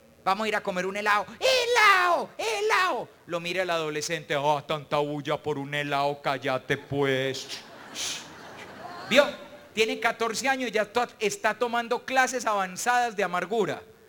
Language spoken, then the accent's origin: Spanish; Antioquia, Colombia; Hombre, yo no me había dado cuenta de eso, claro, como soy paisa. Pero es verdad, los paisas solemos decir una frase.